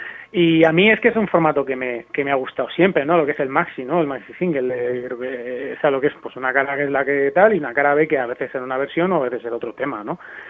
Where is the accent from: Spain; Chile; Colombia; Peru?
Spain; Cartagena, Region of Murcia; Yo soy de Cartagena, por ejemplo, y también había al principio, cuando era joven, un certamen del ayuntamiento